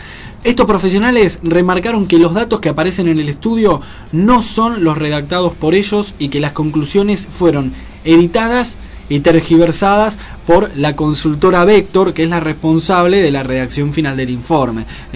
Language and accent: Spanish; Argentina; que no nos favorecen a nosotros como argentinos tampoco, ¿no?